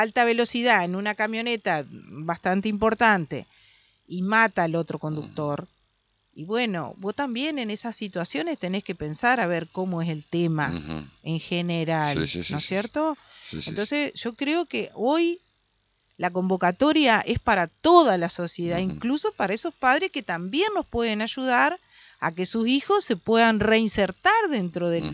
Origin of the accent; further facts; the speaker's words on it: Concordia, Entre Ríos, Argentina; Yo soy de Concordia, nací en Concordia, ¿me entendés?